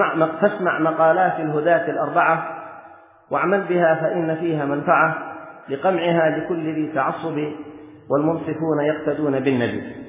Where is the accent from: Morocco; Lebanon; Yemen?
Yemen; مثلا في بلدنا اليمن، البلاد التي ينتمي كثير من أهلها إلى